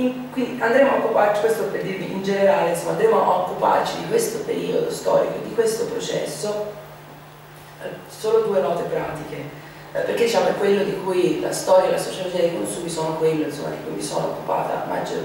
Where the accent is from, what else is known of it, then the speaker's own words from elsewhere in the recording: Florence, Tuscany, Italy; vengo dall'Università di Torino, ma in realtà sono di Firenze, come probabilmente sentirete.